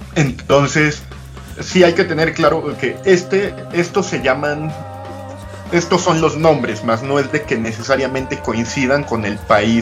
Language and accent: Spanish; Mexico; nosotros como mexicanos tenemos nuestra raíz española, aunque la renegamos, porque es parte de este colonialismo interno, buscar un enemigo en común, y tenemos la parte indígena.